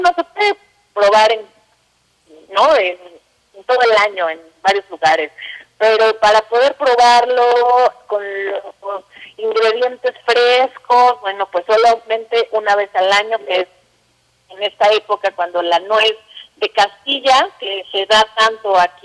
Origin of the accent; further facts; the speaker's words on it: Mexico; es un platillo que nos representa como mexicanos, ¿no?